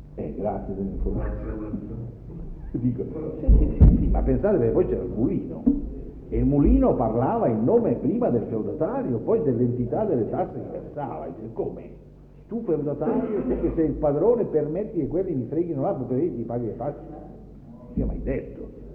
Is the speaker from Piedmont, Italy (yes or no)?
yes; Piedmont, Italy; Il mio paese, in Piemonte